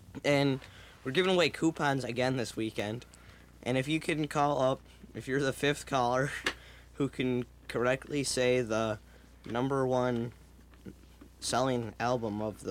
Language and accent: English; LaGrange, Illinois, United States; here in my hometown of LaGrange.